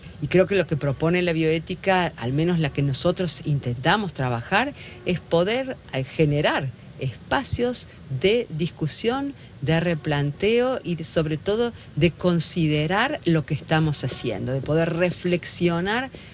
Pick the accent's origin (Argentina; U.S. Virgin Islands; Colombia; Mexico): Argentina; vengo de Argentina, mi lugar de trabajo está en Córdoba